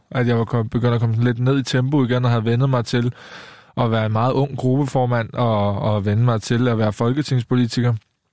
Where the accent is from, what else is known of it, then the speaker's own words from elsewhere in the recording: Køge, Zealand, Denmark; og i Køge, hvor jeg kommer fra, der var jeg den yngste